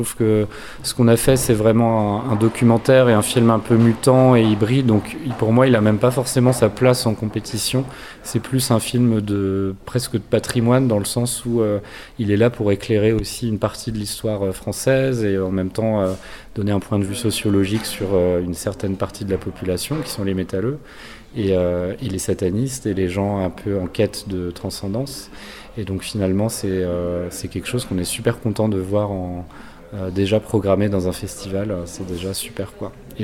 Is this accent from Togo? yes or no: no; Nantes, Pays de la Loire, France; comme je viens de Nantes, donc la ville de Jules Verne, du surréalisme et aussi du Hellfest, je porte un peu ces thématiques nantaises avec moi.